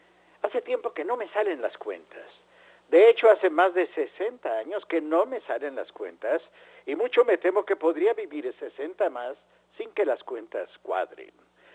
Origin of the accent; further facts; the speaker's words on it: Mexico; Como verán, soy un aficionado mexicano al fútbol o algo semejante que se juega aquí.